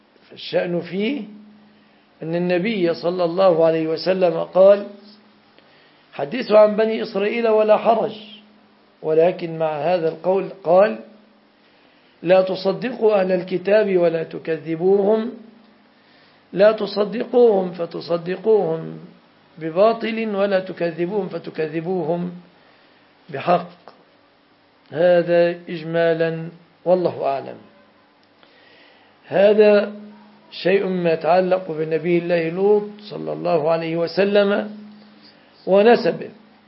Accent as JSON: {"language": "Arabic", "country": "Jordan", "said": "كانوا يمرون بها على بلادي الأردن."}